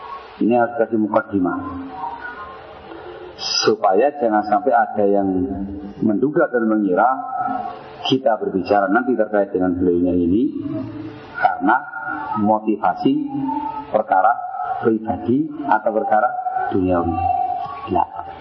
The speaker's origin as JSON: {"language": "Indonesian", "town": "Sidayu", "region": "East Java", "country": "Indonesia", "said": "Saya asli orang Sidayu Gresik, Jawa Timur."}